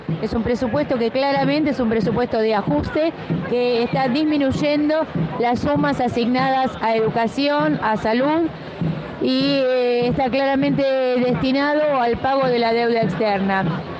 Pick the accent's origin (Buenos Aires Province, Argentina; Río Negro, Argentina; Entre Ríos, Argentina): Buenos Aires Province, Argentina; La Matanza; yo vengo de Matanza